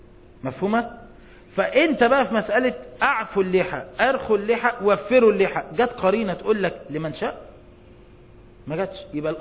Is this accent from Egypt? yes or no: yes; Egypt; زي عندنا في مصر